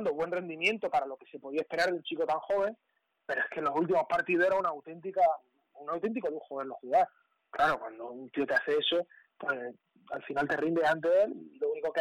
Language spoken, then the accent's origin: Spanish; Málaga, Andalusia, Spain; los dos que somos de Málaga